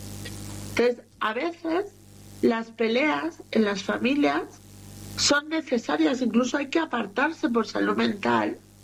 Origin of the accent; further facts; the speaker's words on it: Catalonia, Spain; born there; Me castigaba por hablar con los españoles, porque encima yo nací en Cataluña.